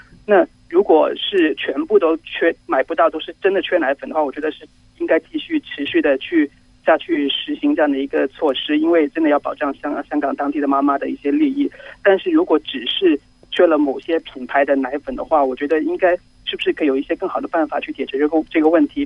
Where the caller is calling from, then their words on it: Guangzhou, Guangdong, China; 你好，我从广州打过来